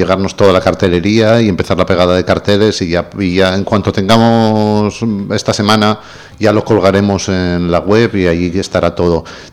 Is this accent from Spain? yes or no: yes; Spain; Porque no somos, los españoles no somos...